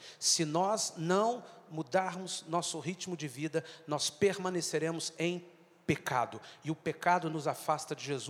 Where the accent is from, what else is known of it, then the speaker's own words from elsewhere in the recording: Brazil; Nós, como brasileiros, nós temos uma cultura que foi semeada desde os primeiros colonizadores do Brasil